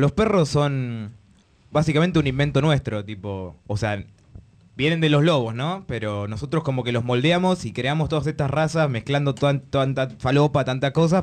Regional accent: Mataderos, Buenos Aires, Argentina; Y me gusta decir que soy de Mataderos porque suena más hardcore.

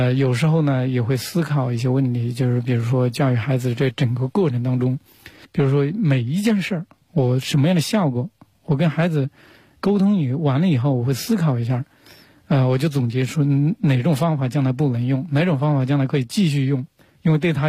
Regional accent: Huanggang, Hubei, China; 我小时候在农村长大的，从那个湖北黄冈的一个农村出来。

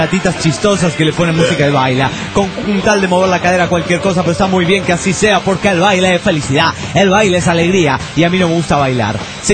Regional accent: Loja, Ecuador; de Loja, Ecuador

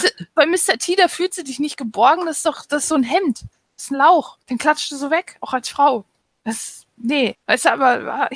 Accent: Russia; Ich komme aus Russland.

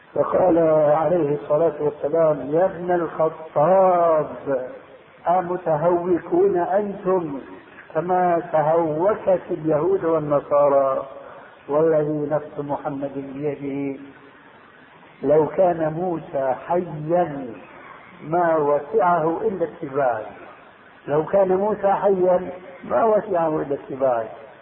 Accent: Syria; تلقفها بعض العامة عندنا في سوريا

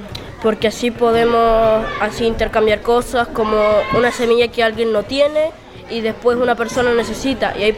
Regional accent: Rehueco, Chile; soy de Rehueco

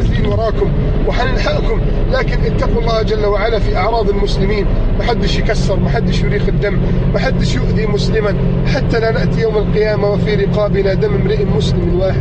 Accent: Egypt; يا رب احفظ بلدنا مصر

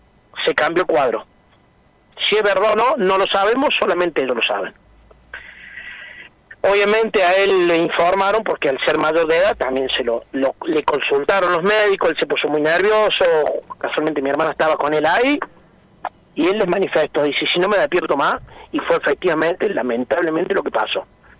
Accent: Villa Carlos Paz, Córdoba, Argentina; nosotros somos acá de Carlos Paz

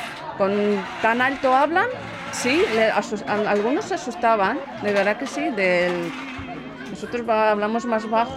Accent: Russia; Spanish is a second language; moved away; soy de Rusia. Pues llevo aquí viviendo pues casi 4 años.

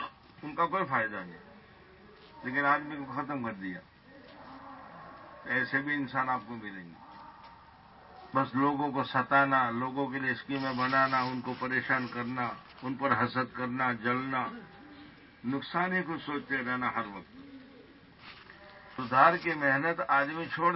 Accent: Gujarat, India; دعوت کے کام کو کوئی جانتا نہیں تھا گجرات میں. ہمارے گاؤں میں جماعت آئی میوات کی اور نظام الدین کی تشکیل کی

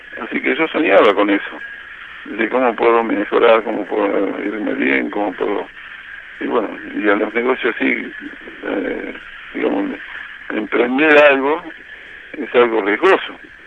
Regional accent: Reynosa, Tamaulipas, Mexico; born there; nacimos de una familia humilde. Entonces, yo nací en Reynosa, en el Mineno Reynosa, mi viejo tenía una herrería

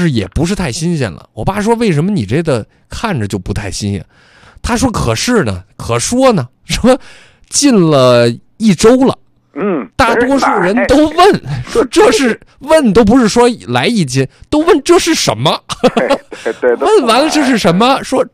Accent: North China, China; 他们跟我一样都是土生土长北方人

